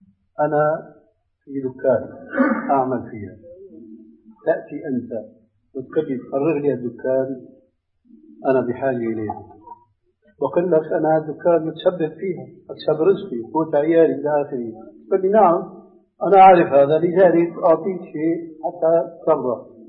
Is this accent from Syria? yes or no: yes; Syria; عندنا بالشام